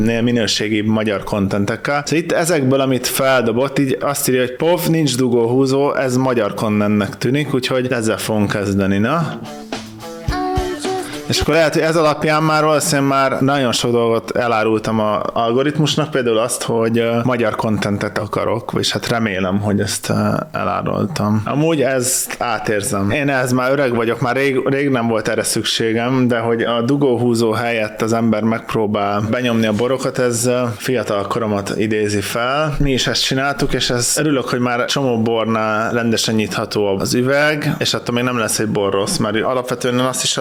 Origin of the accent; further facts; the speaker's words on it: Hungary; De mint magyar, mindig előnybe fogom részesíteni a magyar kontentet.